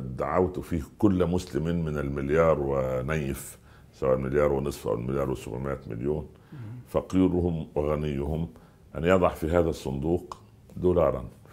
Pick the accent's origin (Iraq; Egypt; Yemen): Iraq; أنا من العراق والعراق مني.